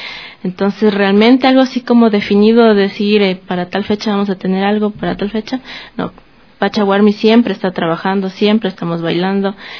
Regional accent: Ecuador; hacen sentir a las personas que nos ven que somos ecuatorianos

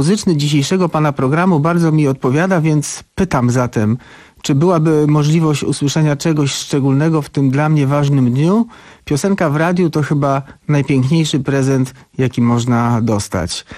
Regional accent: Warmian-Masurian Voivodeship, Poland; Pochodzę z malowniczych zakątków Warmii i Mazur.

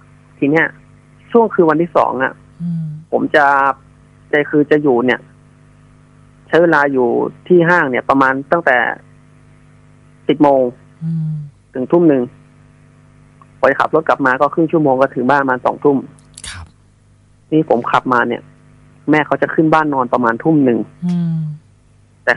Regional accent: Bangkok, Thailand; ผมไม่ใช่คนแถวนั้นผมเป็นคนกรุงเทพ

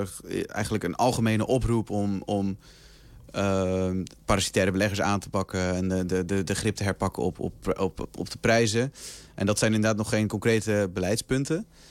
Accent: South Holland, Netherlands; want ik kom uit de buurt van Rotterdam.

